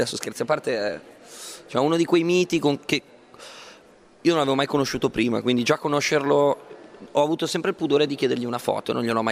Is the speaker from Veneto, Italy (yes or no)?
no; Milan, Lombardy, Italy; perché poi io sono milanese e mi rifaccio anche a quella tradizione lì, perché appunto è quello che mi piace, quello con cui sono cresciuto